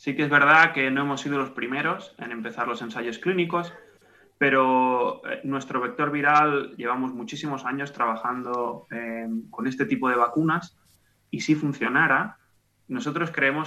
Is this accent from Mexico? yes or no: no; Barcelona, Catalonia, Spain; now in Oxford, United Kingdom; De Barcelona.